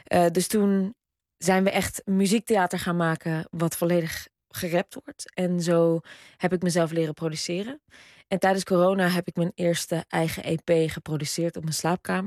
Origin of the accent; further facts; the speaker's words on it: Netherlands; ik kom uit een dorp. Dus ik hou ook heel veel van Nederland. En ik kom echt uit een idyllisch Nederlands dorp, waar ik echt met heel veel blijheid en vrijheid ben opgegroeid.